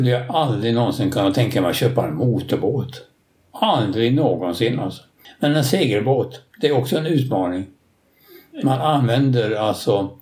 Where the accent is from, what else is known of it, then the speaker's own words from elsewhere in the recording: Landskrona, Skåne, Sweden; born there; Jag är född i Landskrona.